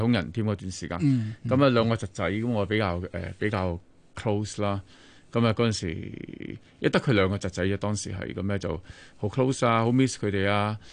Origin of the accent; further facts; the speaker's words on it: Hong Kong; 其實作為一個香港人咁樣，我哋喺過去由細至大，我哋都好深刻嘅印象。